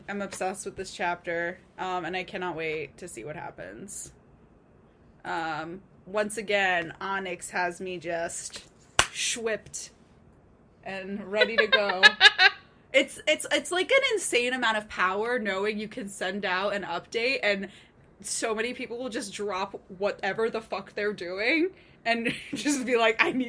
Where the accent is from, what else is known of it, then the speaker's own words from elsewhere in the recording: New Jersey, United States; I'm from New Jersey. I'm allowed. I am your New Jersey spokeswoman forever.